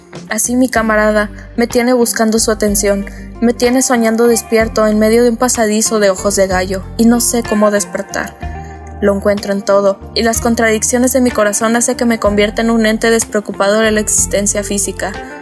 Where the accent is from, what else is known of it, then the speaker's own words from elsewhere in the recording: Navojoa, Sonora, Mexico; also born or lived in Agua Prieta; now in Hermosillo, Mexico; en esta tercera edición del foro me invitaron a participar. Soy originaria de Navojoa, aunque al momento de escribir este poemario residía en Agua Prieta y actualmente estoy estudiando la carrera de licenciatura en literaturas hispánicas en la ciudad de Hermosillo